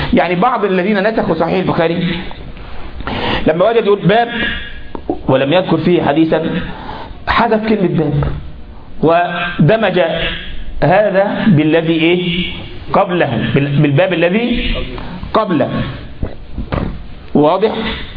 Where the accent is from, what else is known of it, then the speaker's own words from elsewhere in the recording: Egypt; عندنا في مصر كل لبيب بالإشارة يفهم